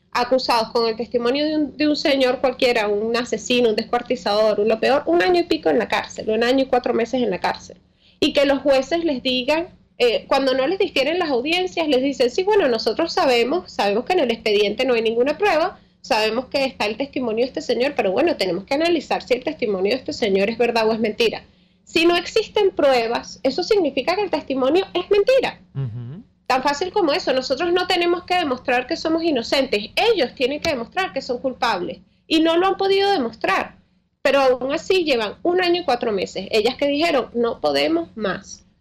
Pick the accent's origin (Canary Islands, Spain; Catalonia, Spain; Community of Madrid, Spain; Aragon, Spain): Canary Islands, Spain; Nosotros nos criamos en una isla, en Tenerife, en España.